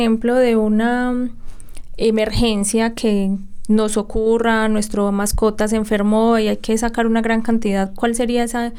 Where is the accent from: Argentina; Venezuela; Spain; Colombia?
Colombia; ¿cuáles consideras que son los hábitos que a nosotros como colombianos nos cuesta más como adaptar a nuestra vida?